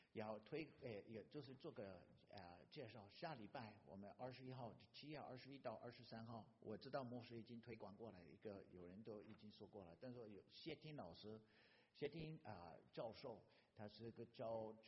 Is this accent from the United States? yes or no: yes; United States; Chinese is a second language; also born or lived in Taiwan; 弟兄姐妹，我是土生土长的美国人啊